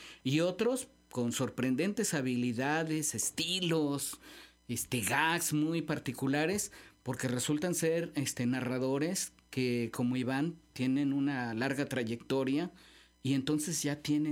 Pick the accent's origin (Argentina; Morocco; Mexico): Mexico; Xalapa, Veracruz; los jalapeños pues somos la Atenas veracruzana, la cuna de la educación, de la normal veracruzana y demás.